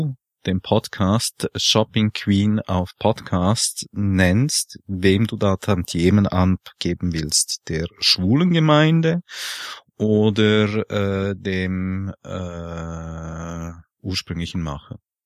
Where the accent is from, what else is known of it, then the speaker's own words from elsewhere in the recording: Switzerland; wenn der Franzose und der Italiener und eben ich als Schweizer versuchen, gemeinsam Englisch zu sprechen.